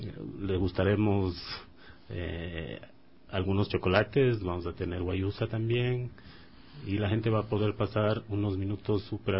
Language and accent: Spanish; Quito, Pichincha, Ecuador; born there; Mis padres son de allá, obviamente. Yo ya nací acá en Quito, pero tengo una fuerte conexión con la tierra